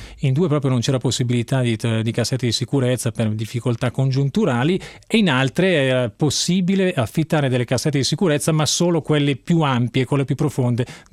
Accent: Como, Lombardy, Italy; Io sono comasco, sono cresciuto e vissuto e vivo ancora a Como.

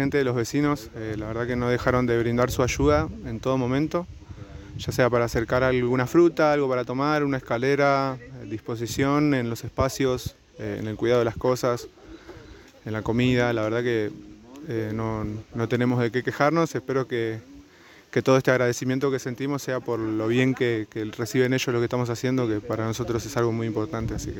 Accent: Huerta Grande, Córdoba, Argentina; Bueno, yo vengo de Huerta Grande, pinto hace bastante tiempo.

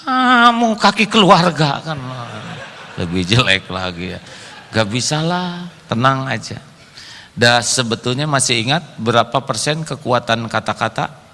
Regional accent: West Java, Indonesia; saya orang Sunda tapi dulu kurang bagus nilainya

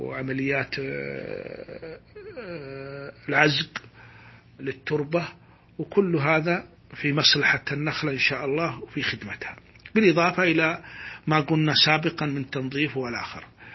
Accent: Saudi Arabia; غير بلدنا السعودية طبعا

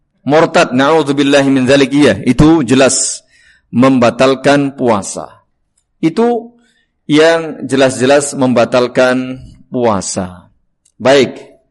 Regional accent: Java, Indonesia; Paling pas bahasa Jawa karena saya orang Jawa ya, mohon maaf.

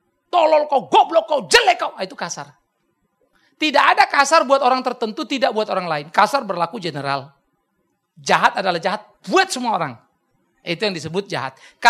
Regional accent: Medan, North Sumatra, Indonesia; Karena saya datang dari Medan sana, udah bener begini nih.

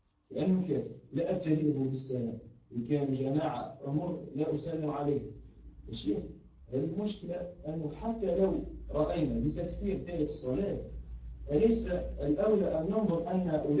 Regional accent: Tunisia; أنا في تونس في بلادنا تونس

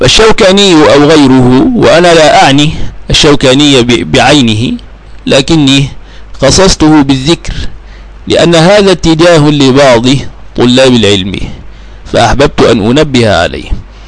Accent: Egypt; ثم درست المذهب الشافعي وأسير في دراسته، وهو الذي يسود عندنا في بلدنا مصر

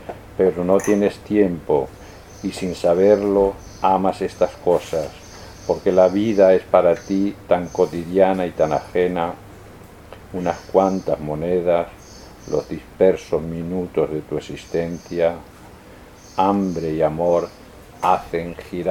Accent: Spain; accent: Spanish; Mi inglés con mi acento español se ve.

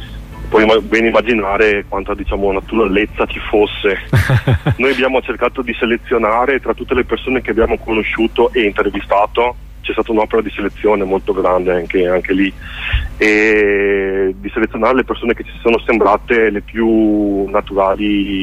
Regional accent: Veneto, Italy; Io da Veneto

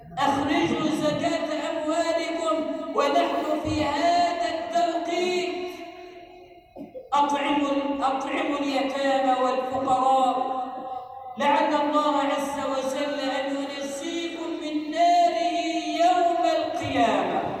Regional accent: Egypt; أن تجعل بلدنا مصر أمنا أمانا، سخاء رخاء

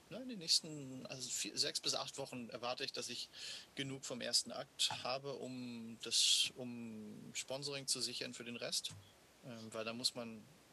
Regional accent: Washington, District of Columbia, United States; Weil ich dieses Stück so oft gesehen habe als Kind und als Teenager in Washington gibt es ein wunderbares Shakespeare-Theater.

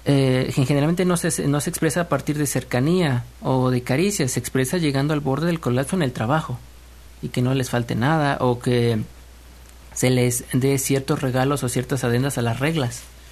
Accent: Tlalnepantla, State of Mexico, Mexico; Yo soy de Tlalnepantla.

